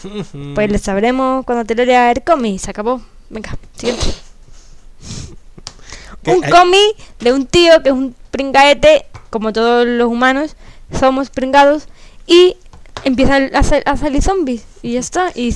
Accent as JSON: {"language": "Spanish", "town": "Chiclana de la Frontera", "region": "Andalusia", "country": "Spain", "said": "Soy de Chiclana."}